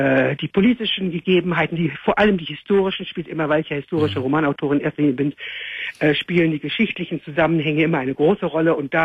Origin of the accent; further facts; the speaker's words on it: Netherlands; also born or lived in Amsterdam; now in Germany; ich bin aus Holland.